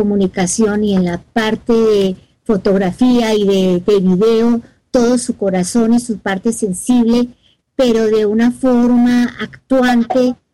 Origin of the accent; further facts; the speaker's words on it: Colombia; Esa música que pusiste de Colombia, así somos los colombianos.